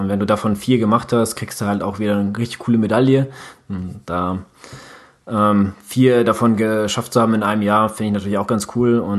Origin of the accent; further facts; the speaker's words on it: Katowice, Silesian Voivodeship, Poland; born there; Katowice ist ja meine Geburtsstadt, und das ist so einer, wo ich sage, ja, ich bin da geboren